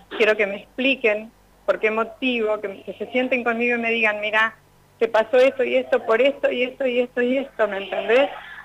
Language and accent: Spanish; Realicó, La Pampa, Argentina; yo soy de Realicó, vengo de Realicó